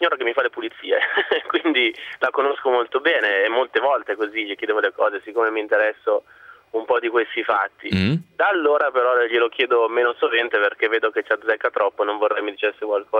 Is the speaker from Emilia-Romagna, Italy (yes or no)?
no; Turin, Piedmont, Italy; io sono di Torino, lei è pugliese, quindi vivevamo a 1000 chilometri di distanza